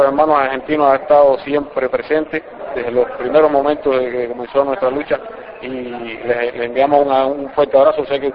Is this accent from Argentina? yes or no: no; Cuba; somos muchos los cubanos que no permitiríamos o que lucharíamos para que eso no ocurra